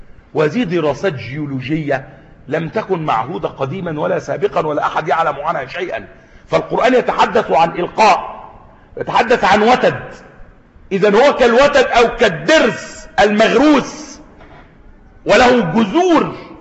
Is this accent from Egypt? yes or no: yes; Egypt; عندنا في مصر هنا